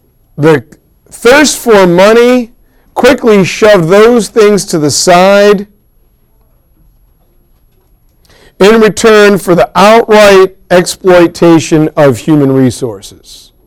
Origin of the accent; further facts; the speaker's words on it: United States; Because I'm American.